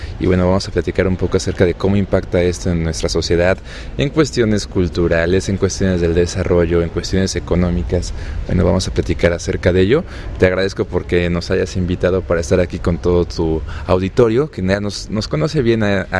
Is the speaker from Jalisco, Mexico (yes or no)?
no; Mexico City, Mexico; no tengo un acento europeo, ¿verdad? nosotros venimos del Distrito Federal